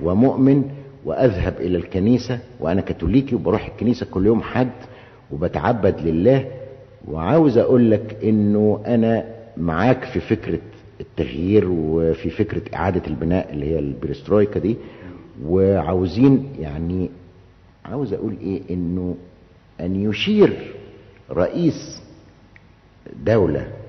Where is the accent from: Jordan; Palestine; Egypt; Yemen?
Egypt; احنا عندنا في مصر تعبير شعبي بيقول ايه؟